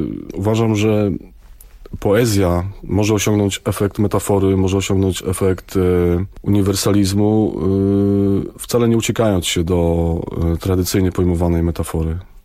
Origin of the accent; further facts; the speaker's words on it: Koronowo, Kuyavian-Pomeranian Voivodeship, Poland; also born or lived in Bydgoszcz; Urodziłem się niedaleko, urodziłem się w Bydgoszczy, praktycznie od urodzenia mieszkam w Koronowie.